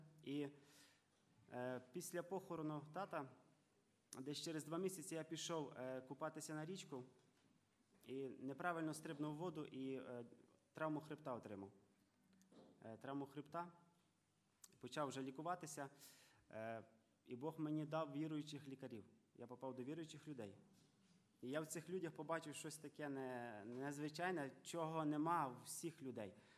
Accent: Ivano-Frankivsk Oblast, Ukraine; сам я з Івано-Франківщини. Зараз я в гостях брата Толіка і сестри Ані. Сестра Ані моя землячка, ми з одного села родом. Я родився і виріс в невіруючій сім'ї.

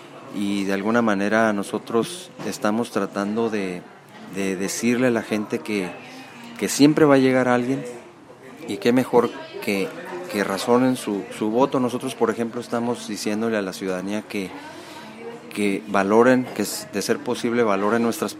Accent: Tecate, Baja California, Mexico; yo nací aquí en Tecate y ya hace algunos ayeres, ¿no?

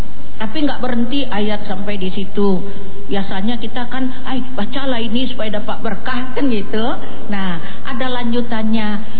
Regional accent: Indonesia; Kita orang mana? Indonesia.

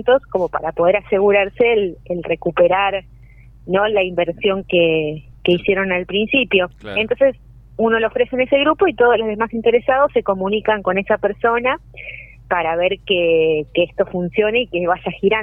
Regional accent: Los Hornillos, Córdoba, Argentina; que también somos de acá de Los Hornillos, de empezar a armar un grupo acá en la zona

